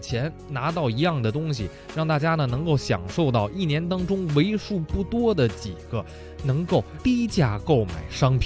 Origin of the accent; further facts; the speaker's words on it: Beijing, China; 首先我喜欢吃咱们北京的酱货，我是北京人吧